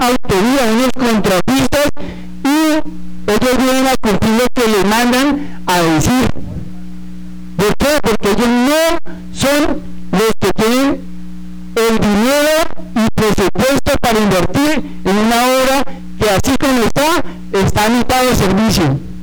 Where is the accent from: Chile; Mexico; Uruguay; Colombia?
Colombia; Flandes, Tolima; now in Chía, Colombia; Hombre, nosotros somos humanos, somos de Flandes, pero somos colombianos.